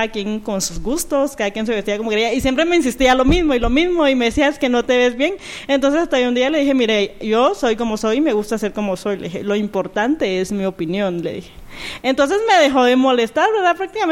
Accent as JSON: {"language": "Spanish", "town": "Mazatenango", "region": "Suchitepéquez", "country": "Guatemala", "lives_now": "Guatemala City, Guatemala", "said": "Yo soy de Mazatenango. De Mazatenango, 6 años llevo ya de estar acá en la capital."}